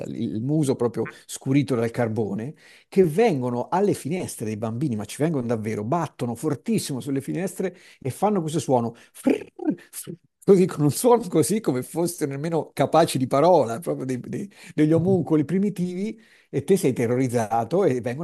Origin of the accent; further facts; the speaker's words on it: Tuscany, Italy; dalle nostre parti, non so se in tutta la Toscana, ma perlomeno da noi sì